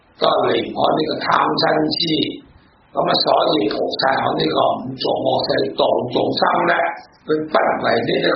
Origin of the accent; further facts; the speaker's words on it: Guangdong, China; 我哋讲到广东人啦